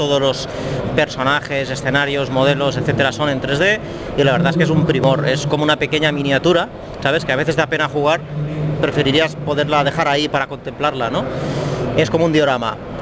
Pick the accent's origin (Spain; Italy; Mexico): Spain; Palamós, Catalonia; me gustaría recomendar las gambas de mi pueblo, gambas de Palamós